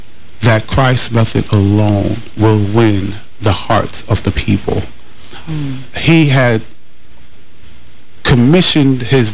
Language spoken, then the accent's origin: English; New York City, New York, United States; I was a young knucklehead on the streets of New York City. I grew up in Harlem, up in Washington Heights, upper west side of Manhattan.